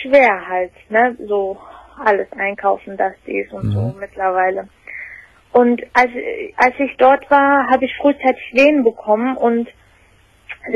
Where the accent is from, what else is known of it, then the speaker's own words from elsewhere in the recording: Turkey; Und zwar, also es ist so, ich bin Türkin.